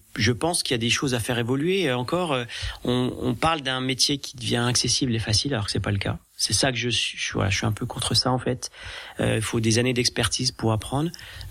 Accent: Grand Est, France; j'essaye aussi de travailler sur le d'où je viens du département des Vosges et j'aime ça.

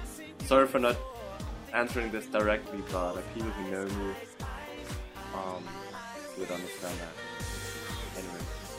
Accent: Germany; I was born and raised in Germany. So I'm German, but my family is from Vietnam, and most of my relatives still live there.

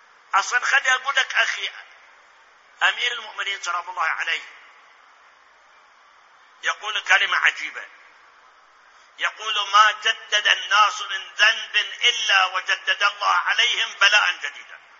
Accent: Iraq; الآن أسألكم المحاكم عندنا بالعراق سواء محاكم مدنية أو محاكم عسكرية أو محاكم جنائية

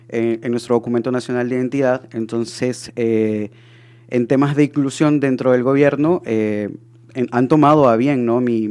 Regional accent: Honduras; born there; Es una ciudad pequeña. O sea, para ustedes acá vendría siendo un pueblo, ¿no?

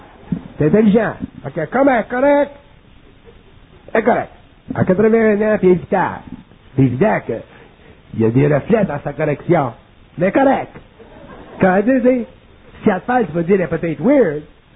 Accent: Quebec, Canada; Puis on est des Québécois

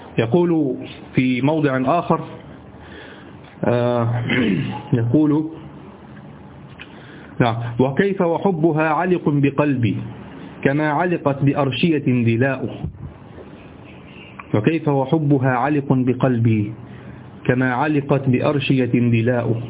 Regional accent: Egypt; عندنا في مصر

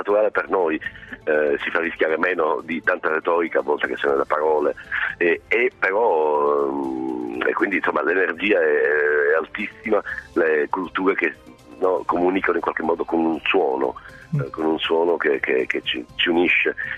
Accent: Sicily, Italy; Io, essendo siciliano, ho la notizia fresca delle navi dell'orrore

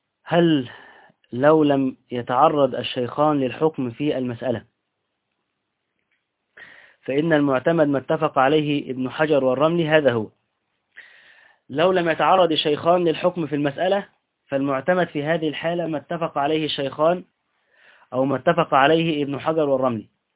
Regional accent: Egypt; عندنا في اهل مصر هنا، واحنا مصريين طبعا ام الدنيا

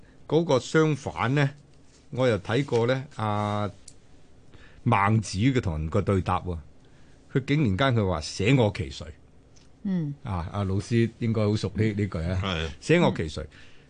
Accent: Guangdong, China; 我哋廣東人或者俗話就叫做禾杆冚珍珠，

